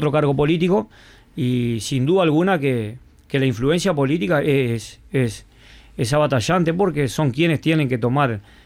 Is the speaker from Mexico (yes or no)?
no; Paysandú, Uruguay; En ese entonces vinimos de allá del norte, vinimos de Paysandú, Salto y Artigas